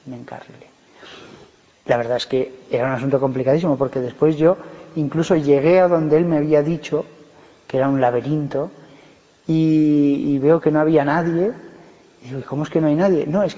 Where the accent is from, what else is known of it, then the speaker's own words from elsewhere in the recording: Barbastro, Aragon, Spain; born there; pero es de Barbastro, que es de donde yo nací